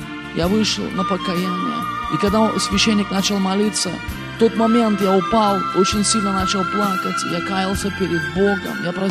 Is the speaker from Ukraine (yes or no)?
no; Moldova; moved away; я сам приехал из Молдавии.